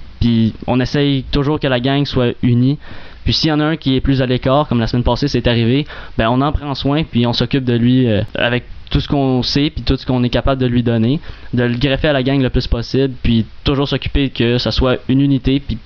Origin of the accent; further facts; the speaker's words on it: Vaudreuil, Quebec, Canada; Moi, je viens de Vaudreuil.